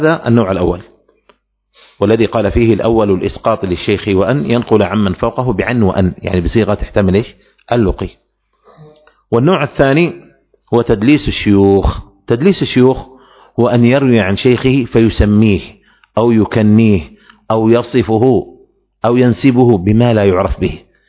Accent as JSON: {"language": "Arabic", "region": "Aden", "country": "Yemen", "said": "نحن عندنا في عدن منطقة يقال لها القاهرة"}